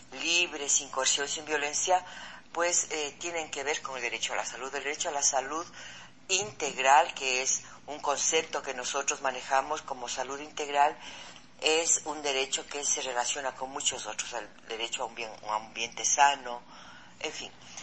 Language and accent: Spanish; Quito, Pichincha, Ecuador; Soy médica, soy mamá, soy de acá, soy quiteña